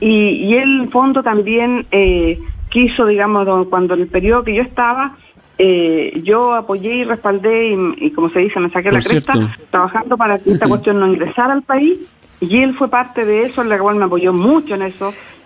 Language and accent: Spanish; Chile; aquí en Chile, yo, por eso aquí yo apelo a la responsabilidad de todos nosotros. Somos bien, nosotros somos los chilenos súper aguerridos